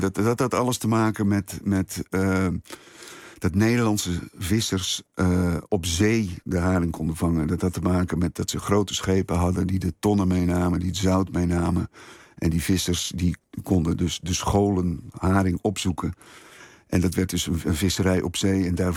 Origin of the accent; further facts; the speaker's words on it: IJmuiden, North Holland, Netherlands; En dan naar IJmuiden, waar ik vandaan kom, in Oud-IJmuiden.